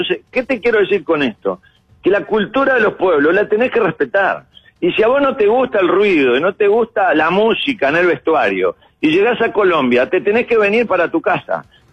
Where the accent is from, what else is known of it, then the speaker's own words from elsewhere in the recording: Uruguay; born there; Y porque nacimos en Uruguay, porque somos un país chiquitito, con muy pocos habitantes